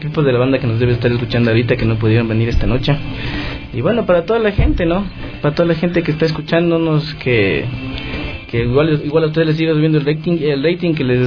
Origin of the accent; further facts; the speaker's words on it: Ecuador; como ecuatorianos tenemos que querer lo nuestro